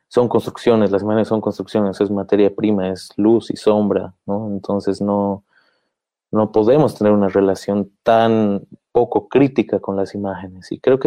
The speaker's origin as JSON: {"language": "Spanish", "country": "Bolivia", "said": "es nuestra relación con las imágenes como bolivianos"}